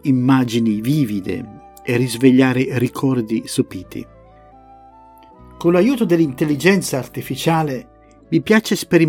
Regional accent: Busto Arsizio, Lombardy, Italy; moved away as an adult; also born or lived in Eboli; now in England, United Kingdom; Sono nato a Eboli, sulla splendida costiera del Cilento, ma ho trascorso l'adolescenza a Busto Arsizio, in provincia di Varese, tra i boschi, fiumi e laghi del Parco del Ticino. Poi il destino mi ha portato lontano. Da oltre 40 anni vivo in Inghilterra

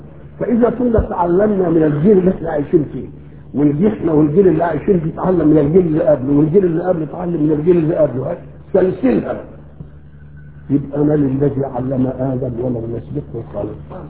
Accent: Egypt; accent: Egyptian; ان كلمناهم بلهجتنا المصرية ما يفهموش ولا كلمة

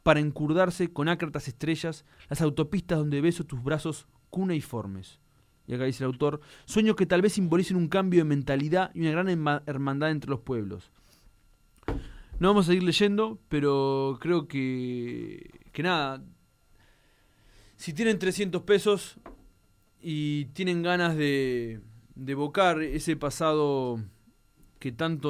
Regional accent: Uruguay; Y uso el diminutivo porque me caracterizo como uruguayo usar diminutivo

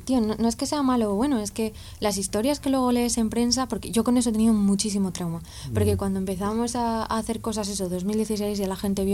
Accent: Rivas-Vaciamadrid, Community of Madrid, Spain; soy de Rivas

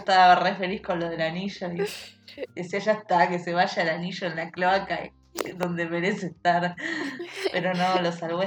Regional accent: Buenos Aires, Argentina; Mirá que yo me quejo porque soy porteña y para mí ir al conurbano, bueno, vos sabés.

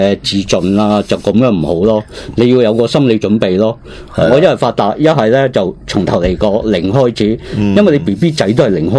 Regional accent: Hong Kong; 起码都唔会到我哋香港人啦。

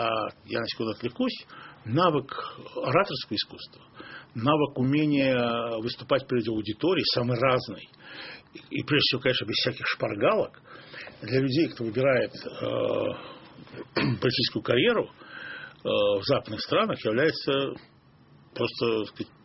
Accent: Baku, Azerbaijan; в моем родном городе Баку, где я тогда жил

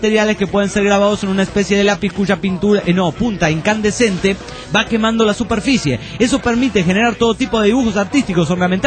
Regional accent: Mexico City, Mexico; nuestro amigo el Cronos del DF mexican

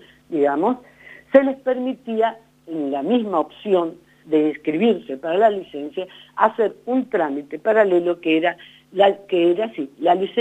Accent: Buenos Aires Province, Argentina; como somos de Buenos Aires, primer cordón del conurbano

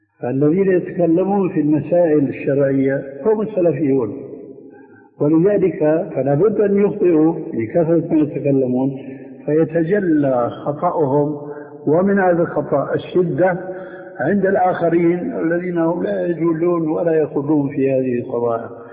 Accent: Syria; وهنا يقولون عندنا في سوريا

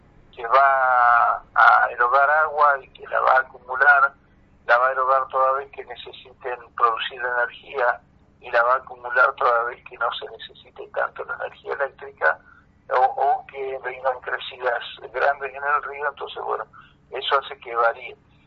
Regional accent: Bolívar, Buenos Aires Province, Argentina; yo vengo de la provincia de Buenos Aires. También de familias campesinas, pero campesinas sin tierra. Gente de peones de campo y demás, del centro de la provincia de Buenos Aires, de Bolívar.

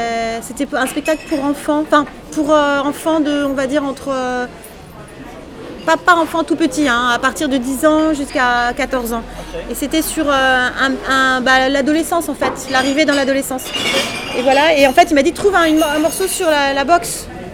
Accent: Paris, Île-de-France, France; born there; je suis née à Paris, j'aime être à Paris.

